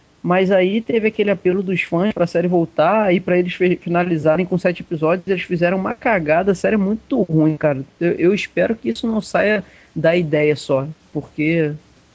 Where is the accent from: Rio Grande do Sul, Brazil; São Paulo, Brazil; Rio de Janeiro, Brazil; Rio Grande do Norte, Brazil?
Rio de Janeiro, Brazil; eu, que sou carioca